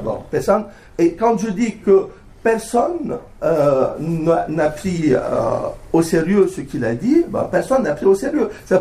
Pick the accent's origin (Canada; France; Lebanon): Lebanon; en tant que Libanais, j'ai pas vraiment senti la douceur de ce printemps depuis que je suis né, d'ailleurs.